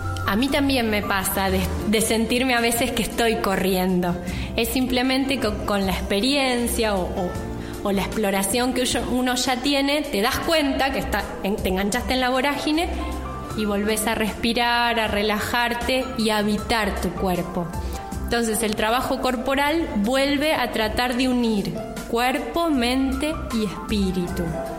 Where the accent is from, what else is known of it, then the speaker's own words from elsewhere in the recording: Buenos Aires, Argentina; born there; also born or lived in Villa Regina; Nací en Buenos Aires. Y Buenos Aires, a pesar de que es una ciudad que no me gusta, no me atrapó como para quedarme, ahí me pude formar y pude hacer un camino. Un tiempo viví en el Valle, en Villa Regina, hermoso.